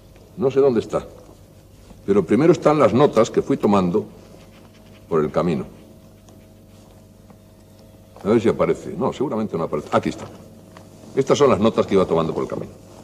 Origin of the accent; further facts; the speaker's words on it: Spain; yo soy enamorado de España, yo me precio de ser uno de los españoles que mejor conocen nuestro propio país.